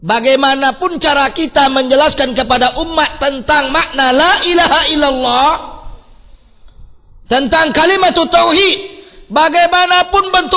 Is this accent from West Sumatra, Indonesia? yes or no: yes; West Sumatra, Indonesia; kalau di kampung saya banyak. Contoh kampung saya, ya, di arah Minang, Sumatera Barat itu, atau di Pekanbaru.